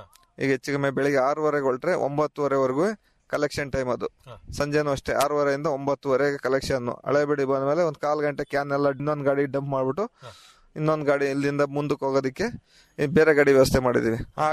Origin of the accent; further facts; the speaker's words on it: Ramanahalli, Karnataka, India; ನಮ್ದು ರಾಮನಹಳ್ಳಿ